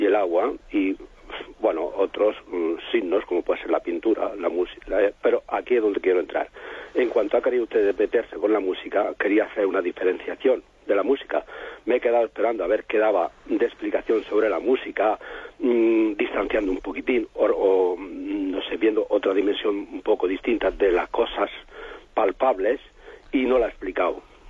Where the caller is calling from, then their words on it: Mazarrón, Region of Murcia, Spain; llamo de Isla Plana, puerto de Mazarrón, Murcia